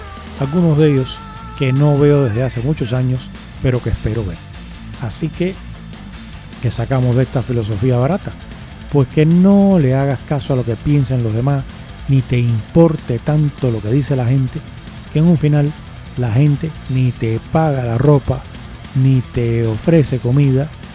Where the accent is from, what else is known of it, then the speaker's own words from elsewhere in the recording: Spain; Si les molesta que yo soy español